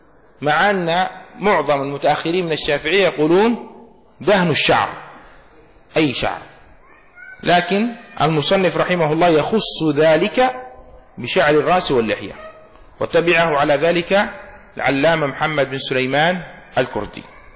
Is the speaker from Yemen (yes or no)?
yes; Yemen; إزار مفتوح يسمى عندنا في اليمن معوز